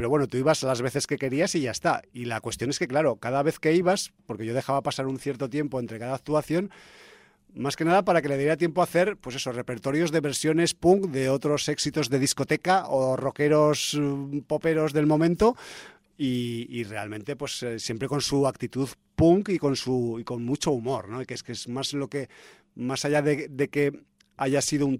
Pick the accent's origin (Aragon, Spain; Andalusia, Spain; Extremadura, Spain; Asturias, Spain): Aragon, Spain; De pues, mi tierra, de Aragón